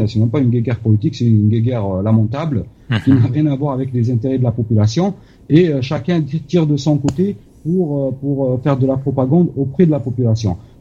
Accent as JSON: {"language": "French", "country": "Algeria", "said": "Bien sûr, mais je pense que moi, personnellement, en tant qu'Algérien, j'en suis pas étonné du tout."}